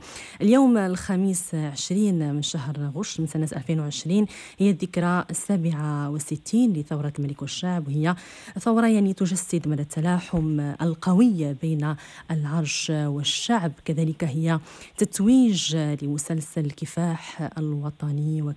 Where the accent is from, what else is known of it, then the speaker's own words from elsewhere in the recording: Morocco; عاداتنا كمغاربة